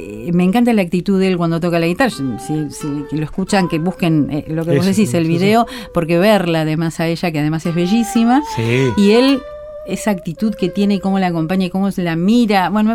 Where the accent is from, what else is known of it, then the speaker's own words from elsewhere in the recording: Buenos Aires, Argentina; Yo nací en Buenos Aires, viví en Buenos Aires, me crié en Buenos Aires y moriré en Buenos Aires, como decía Ferrer.